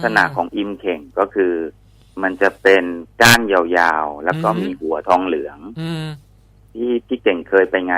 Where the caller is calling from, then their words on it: Salaya, Nakhon Pathom, Thailand; ตอนนี้อยู่แถวศาลายาครับ